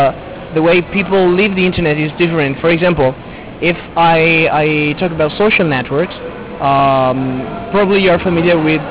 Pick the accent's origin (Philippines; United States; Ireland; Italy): Italy; Venice, Veneto; English is a second language; I come from Venice originally in Italy, Venezia.